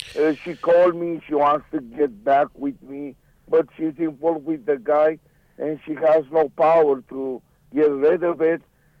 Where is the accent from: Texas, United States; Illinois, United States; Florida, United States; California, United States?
California, United States; I'm from California, and I came to live with my friends right here.